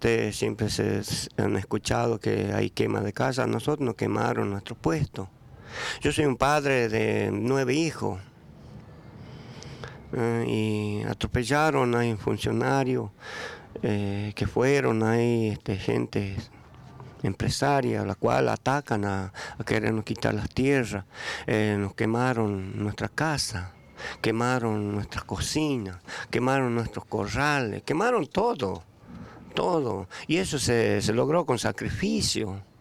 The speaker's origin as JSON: {"language": "Spanish", "region": "Chaco", "country": "Argentina", "tie": "born or raised there", "said": "Yo soy argentino, soy nacido y criado, nacido y malcriado, como se dice el dicho, en la zona chaqueña, en la criolla."}